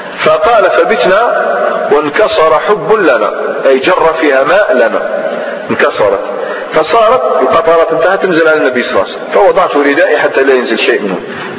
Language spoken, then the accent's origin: Arabic; Algeria; أنا جزائري عادي.